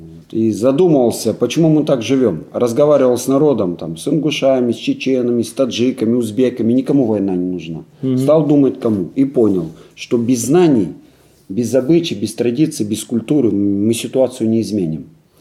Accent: Altai Krai, Russia; born there; родился на Алтае. Предки жили все с Алтая. Ну, как всегда, я в 1966 году родился, 9 августа.

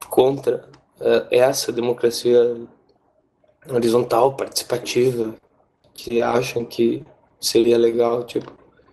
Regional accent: Santa Rosa, Rio Grande do Sul, Brazil; tipo de Santa Rosa, minha cidade natal.

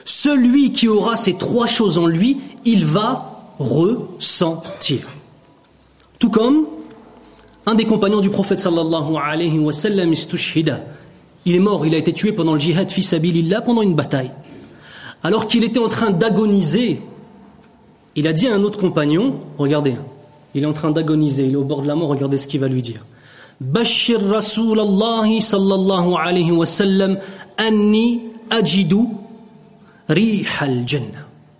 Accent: Italy; French is a second language; Vous savez que moi je ne suis pas un arabe, parce que vous savez ça. Moi je suis un italien, je suis un converti à l'islam.

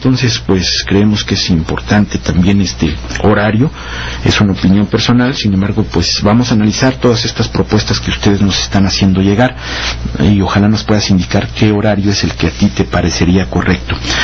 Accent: Mexico; nuestras tradiciones, nuestras costumbres, nuestro legado cultural como mexicanos y mexicanas es tan amplio, tan vasto

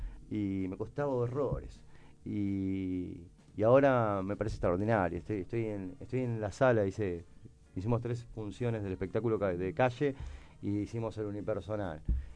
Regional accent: General Rodríguez, Buenos Aires Province, Argentina; nosotros somos de Rodríguez, hagamos cosas en Rodríguez.

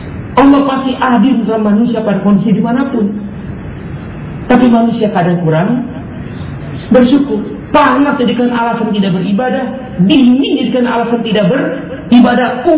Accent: Jakarta, Indonesia; Karena kita orang Jakarta sedih lihat mereka

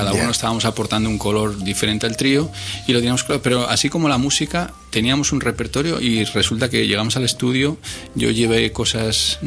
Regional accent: Miranda de Ebro, Castile and León, Spain; En Bilbao, en mi pueblo, en Miranda.

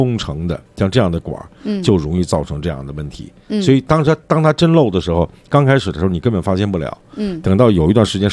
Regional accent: Beijing, China; accent: Beijing; 咱们北京话来讲就是你旮旯几角的地方

